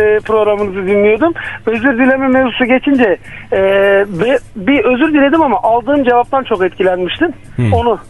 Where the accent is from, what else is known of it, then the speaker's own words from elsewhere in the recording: Elbistan, Kahramanmaraş, Turkey; Ben Elbistanlıyım.